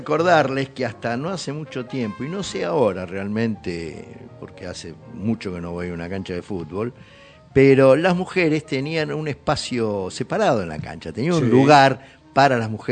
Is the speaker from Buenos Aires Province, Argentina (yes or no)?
yes; Pergamino, Buenos Aires Province, Argentina; Pero Paola Suárez, de Pergamino, de donde soy yo también.